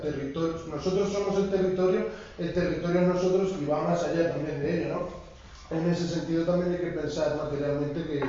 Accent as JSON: {"language": "Spanish", "region": "Castilla-La Mancha", "country": "Spain", "said": "en mi tierra, en La Mancha, tú vas andando por el campo"}